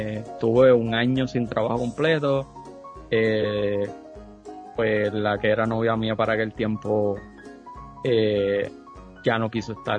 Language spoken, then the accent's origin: Spanish; Aibonito, Puerto Rico; now in Carolina, Puerto Rico; estoy viviendo en un pueblo que no es el mío. Yo soy original de Ibonito, estoy viviendo en Carolina. Me mudé para acá hace ya 15 años.